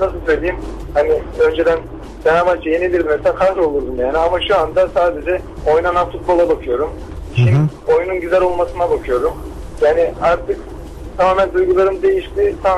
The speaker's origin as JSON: {"language": "Turkish", "region": "Kütahya", "country": "Turkey", "said": "Ben aynı zamanda üniversitede okuyorum da Kütahyalıyım. Kütahya'da üniversitem var."}